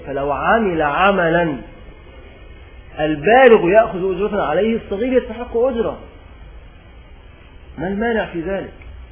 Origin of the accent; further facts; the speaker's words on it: Egypt; عندنا في مصر بيسمع